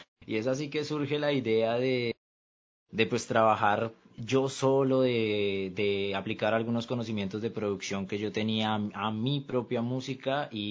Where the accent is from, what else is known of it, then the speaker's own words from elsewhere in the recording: Colombia; tengo 18 años y así como dice Milton, mucho gusto, soy de Colombia.